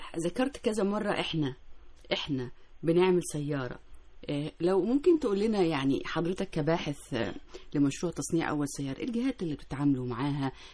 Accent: Egypt; الأبحاث اللي موجودة في مراكز البحوث عندنا في مصر كتير جدا

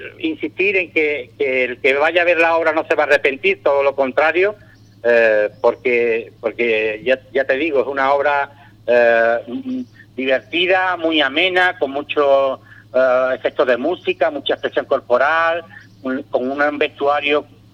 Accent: Ubrique, Andalusia, Spain; somos un grupo de teatro local, somos de Ubrique

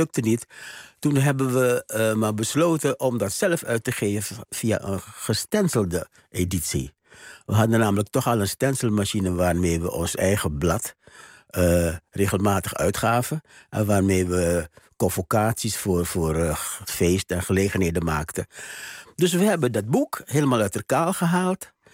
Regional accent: Suriname; En wij als Surinamers, Surinaamse studenten...

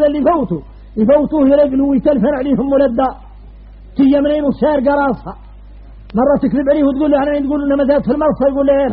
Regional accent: Mauritania; احنا موريتاني الخارجنا غريب

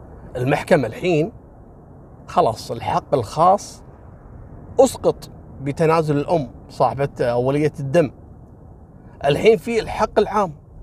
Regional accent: Kuwait; وألقوا القبض عليها هني عندنا في الكويت

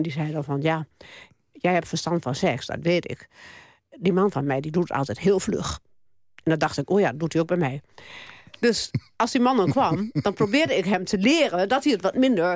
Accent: Overijssel, Netherlands; Ik kom uit Twente. Ik ken Amsterdam niet.

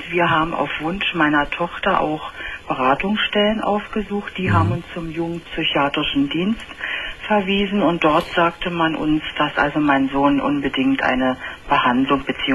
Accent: Berlin, Germany; Also man kann sagen, ich komme aus Berlin

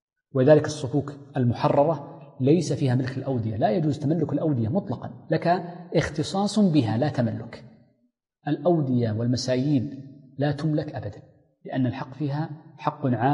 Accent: Hejaz, Saudi Arabia; والتين عندنا في الحجاز مثلا في الطائف

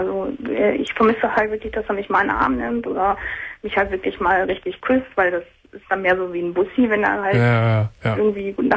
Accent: Wilhelmshaven, Lower Saxony, Germany; Ja, ich bin halt hierher gezogen. Ich komme ursprünglich aus Wilhelmshaven, also ein ganzes Stück weit weg.

